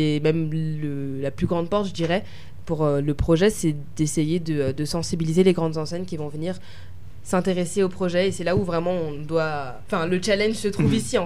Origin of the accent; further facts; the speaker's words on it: France; born there; first language French; Étant donné que je suis née en France, je parlais français qui était ma langue maternelle. Du coup, j'ai appris aussi quelques notions en Swahili